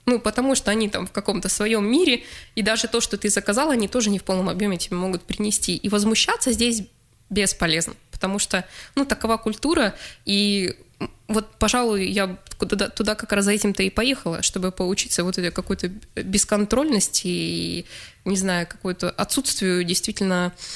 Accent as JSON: {"language": "Russian", "town": "Norilsk", "region": "Krasnoyarsk Krai", "country": "Russia", "tie": "born or raised there", "lives_now": "Krasnoyarsk, Russia", "said": "Мой родной город Норильск, соответственно, ну, Красноярск ныне, в котором я живу."}